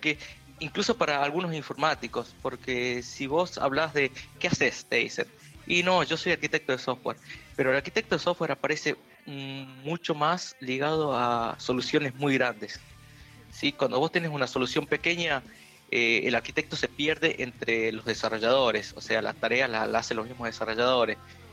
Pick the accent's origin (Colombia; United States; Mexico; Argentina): Argentina; Jujuy; now in Buenos Aires, Argentina; Soy de Jujuy, estoy estudiando en... Me fui de Jujuy en el 2002 más o menos